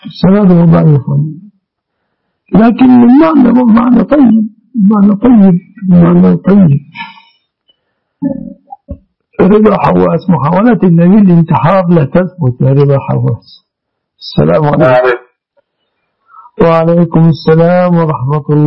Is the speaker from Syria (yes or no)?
no; Egypt; المعهود عندنا في مصر